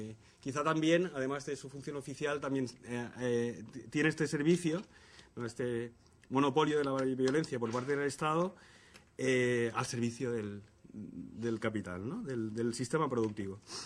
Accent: Valencia, Valencian Community, Spain; Recuerdo perfectamente movilizaciones en la ciudad de donde yo vengo, en Valencia

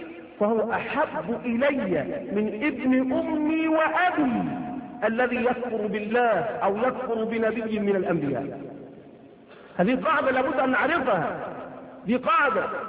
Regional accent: Egypt; فإذا إحنا مصريين، أنا مصري

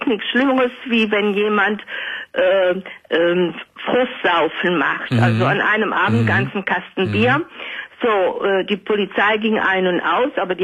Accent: North Rhine-Westphalia, Germany; Und wir sind aus dem Rheinland, sind wir denn zum Wendland gezogen.

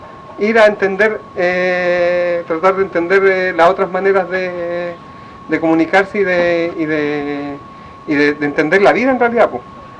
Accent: Chile; ustedes los chilenos, o nosotros los chilenos, yo soy chileno

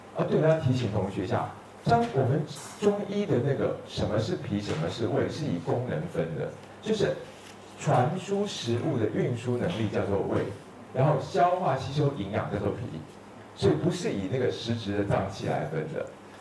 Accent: Taiwan; 像我们台湾人都说这个喝啤酒，台湾这边的同好都说啤酒是可以喝的

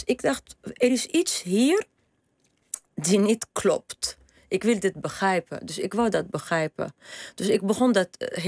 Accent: Tunisia; ik ben opgegroeid in Tunesië op strand, op een zeer toeristische plek.

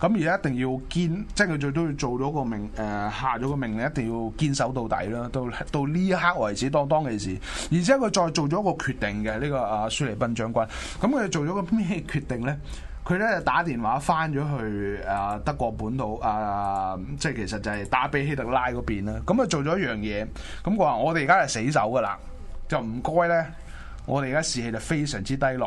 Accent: Guangdong, China; accent: Cantonese; 我读回我们自己广东的口音啱，个口音会啱啲

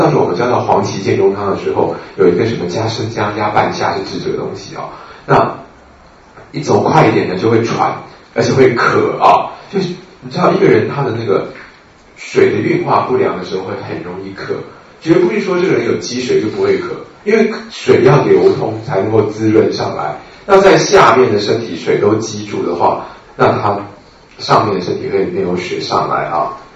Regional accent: Taiwan; 尤其是我们台湾人啊，真的是全世界的这个父子最大消费者之一啊

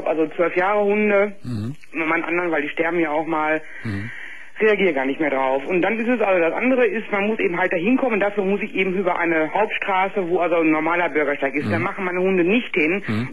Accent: Gelsenkirchen, North Rhine-Westphalia, Germany; Nee, also wie gesagt, ich komme aus Gelsenkirchen.

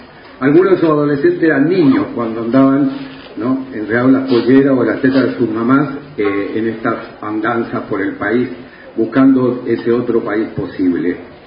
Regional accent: Chile; now in Argentina; en 44 años de destierro en esta patria argentina, yo soy chileno

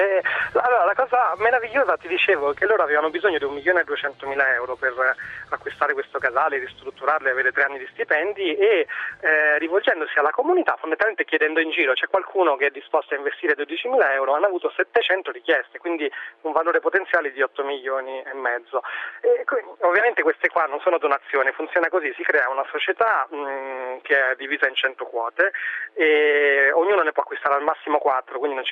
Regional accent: Rome, Lazio, Italy; io sono cresciuto a Roma e passi gran parte delle tue ore fermo

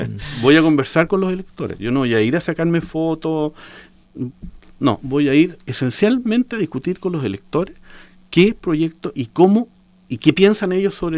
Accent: Osorno, Los Lagos, Chile; moved away; yo llegué a Osorno hace 3 años atrás, después de 37 años de haber estado fuera de mi pueblo

